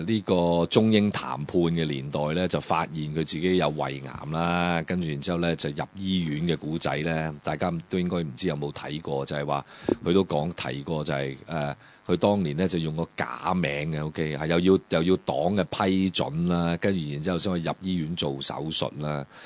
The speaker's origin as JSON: {"language": "Cantonese", "country": "Hong Kong", "said": "作为香港人"}